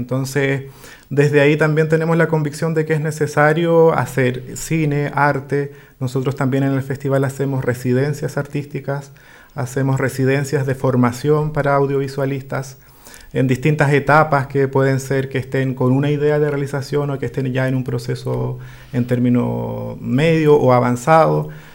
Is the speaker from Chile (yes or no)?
yes; Lago Ranco, Los Ríos, Chile; Yo soy de Lago Ranco, soy ajá. del Lofche Iliwe, un Lofche que desafortunadamente... no existe hoy en día como Lofche